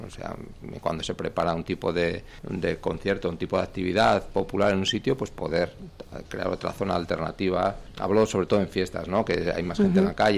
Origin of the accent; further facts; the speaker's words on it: Tudela, Navarre, Spain; Pues José y yo somos de Tudela